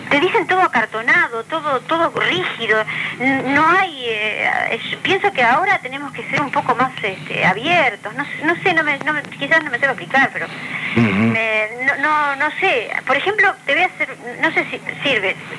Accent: Uruguay; que somos madrugadores los uruguayos

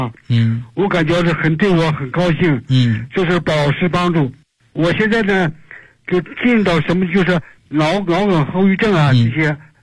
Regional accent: Beijing, China; 我是北京的学员。

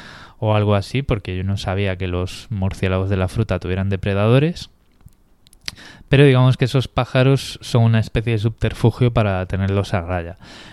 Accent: Spain; es que soy español

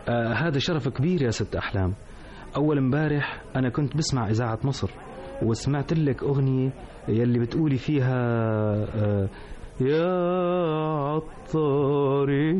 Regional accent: Hama, Hama Governorate, Syria; born there; من مواليد حماة بالإقليم الشمالي في الجمهورية العربية المتحدة في 20 نيسان 1925.

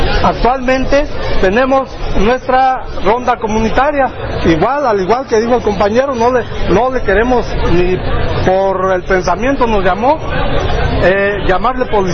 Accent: Cherán, Michoacán, Mexico; Yo, por ejemplo, soy de Cherán. Cherán es una comunidad que no fue colonizada, ¿sí? La forma como nos colonizaron a nosotros fue a través de la cruz, la religión, pero es una comunidad que no es mestiza

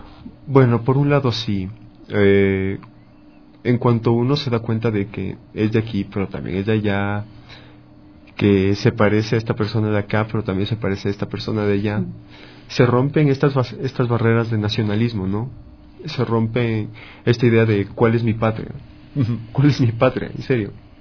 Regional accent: Quito, Pichincha, Ecuador; born there; yo nací en Quito, soy quiteño, nacido.

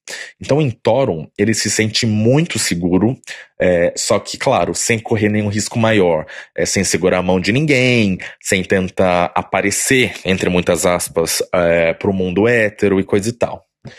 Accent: Sorocaba, São Paulo, Brazil; now in Dublin, Ireland; Eu sou natural de Sorocaba, do interior de São Paulo. E eu moro em Dublin faz 4 anos. Eu sou casado com um polonês.

